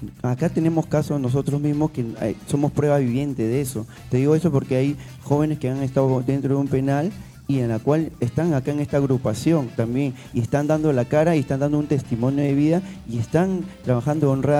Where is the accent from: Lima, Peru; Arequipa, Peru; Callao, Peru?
Callao, Peru; esa zona es cercado Callao, justamente nosotros somos chalacos de nacimiento, nos amamos al Callao